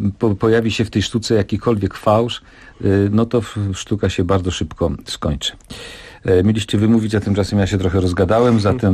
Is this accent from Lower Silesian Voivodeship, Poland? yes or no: no; Subcarpathian Voivodeship, Poland; czyli z Podkarpacia, to jest mój rodzinny region